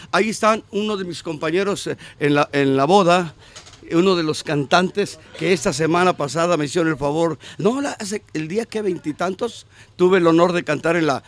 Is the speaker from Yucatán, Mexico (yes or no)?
yes; Mérida, Yucatán, Mexico; Soy de Mérida, Yucatán. Yo como tacos de cochinita, mare, pero no se nota que soy de Yucatán, ¿ja?